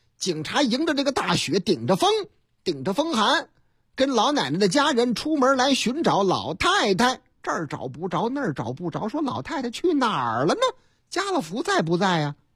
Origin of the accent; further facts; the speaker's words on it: Northeast China, China; 我老家那个极个别的，那太能战斗了。老家，你看。东北的事儿吗？